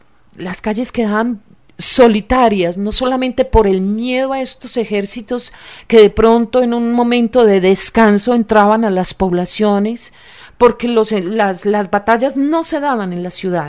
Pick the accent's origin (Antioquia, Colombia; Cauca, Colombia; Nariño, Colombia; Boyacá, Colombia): Antioquia, Colombia; yo soy antioqueña